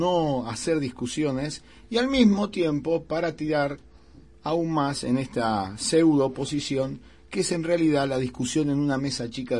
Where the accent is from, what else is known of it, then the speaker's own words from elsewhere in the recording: Argentina; ese gran consorcio que somos todos los argentinos